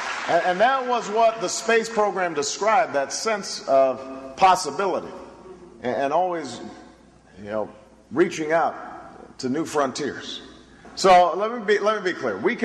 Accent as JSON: {"language": "English", "region": "Hawaii", "country": "United States", "tie": "born or raised there", "said": "I grew up in Hawaii. And I still remember sitting on my grandfather's shoulders as some of the astronauts were brought"}